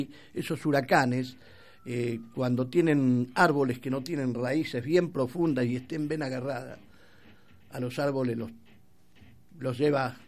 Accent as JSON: {"language": "Spanish", "country": "Argentina", "said": "Y como somos argentinos, estaba pensado para nosotros, los argentinos"}